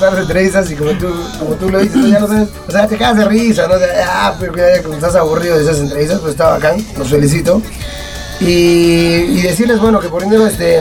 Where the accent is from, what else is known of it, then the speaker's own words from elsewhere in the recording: Arequipa, Peru; nosotros no decimos somos peruanos, decimos somos arequipeños, ¿no?